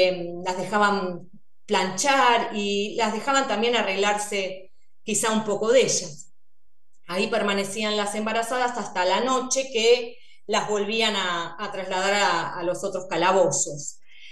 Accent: Buenos Aires, Argentina; born there; lo que yo pude averiguar en todos estos años es que nací en la ESMA

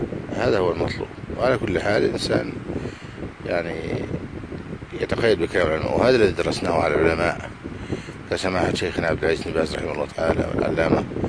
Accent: Egypt; حفظ الله بلدنا مصر الحمد لله

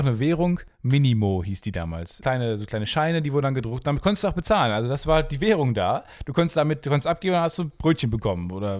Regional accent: Kamen, North Rhine-Westphalia, Germany; Also die Stadt, wo ich herkomme, heißt Carmen.

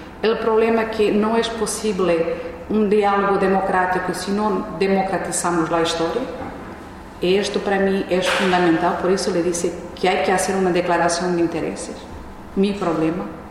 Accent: Mozambique; Yo soy de Mozambique y nací bajo un sistema colonial.

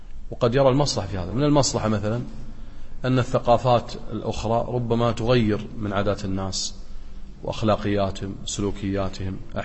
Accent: Kuwait; وذاك أكثر حالات الطلاق عندنا في الكويت والنسب عالية جدا

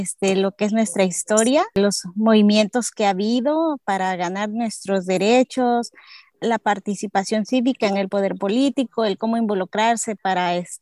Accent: Guerrero, Mexico; Yo soy de Guerrero, México, y tengo dos niñas, Paola, de 14 años, y Sofía, de 9 años.

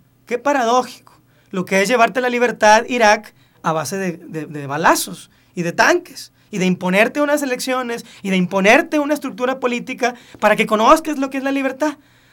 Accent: Mexico; el día que nazco y me dan un pasaporte, pues ya soy mexicano.

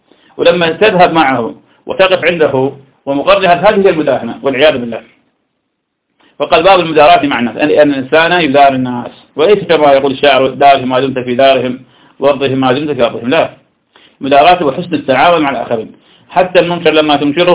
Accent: Iraq; أنا أعرف شخص كان عندنا في العراق

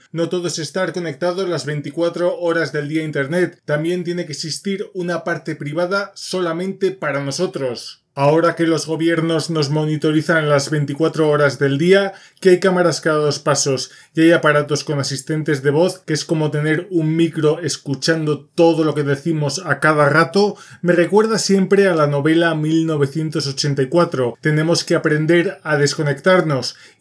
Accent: Spain; Soy español y los calcetines se ponen de una manera

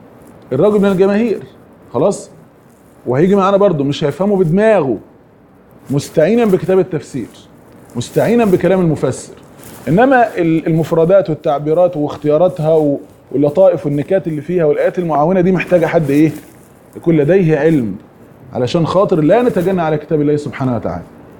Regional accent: Egypt; يعني احنا مثلا عندنا في مصر جاب حاجة يعني ايه؟

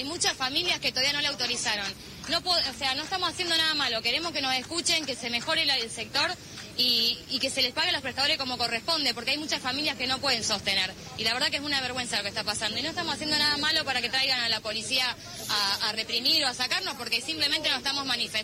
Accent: Rosario, Santa Fe, Argentina; Yo soy una mamá de Rosario

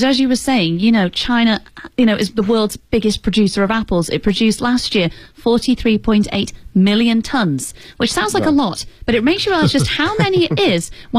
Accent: England, United Kingdom; You see, I'm an English person. An English speaker.

